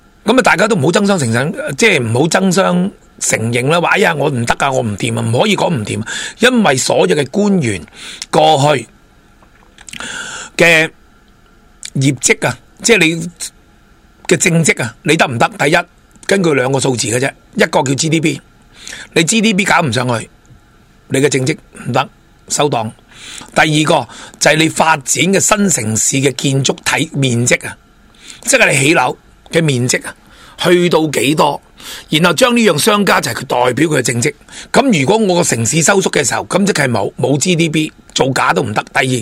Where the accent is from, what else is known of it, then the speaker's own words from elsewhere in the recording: Hong Kong; 我哋香港人最了解嘅地铁高铁，